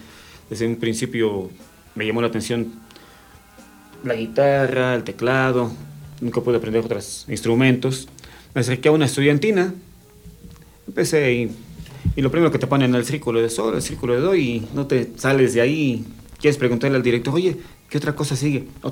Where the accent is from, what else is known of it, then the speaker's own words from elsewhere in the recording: Nezahualcóyotl, State of Mexico, Mexico; moved away as an adult; Me crié en Nesa mis primeros 20 años de vida. Y empecé a ir de un lado para el otro por mi trabajo, por la música, siempre alternando entre. Y terminé convirtiéndome en un extranjero en mi propia tierra.